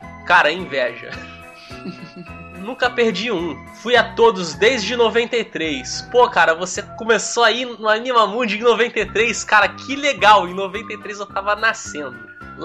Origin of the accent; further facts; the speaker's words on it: Rio de Janeiro, Brazil; essa galera que tem um sotaque meio estranho, nada carioca, é carioca.